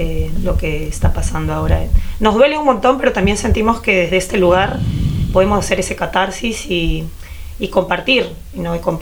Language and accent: Spanish; Lima, Peru; Fuimos, nos vimos en nuestras casas, fuimos a la playa, compartimos como también limeñas, ¿no?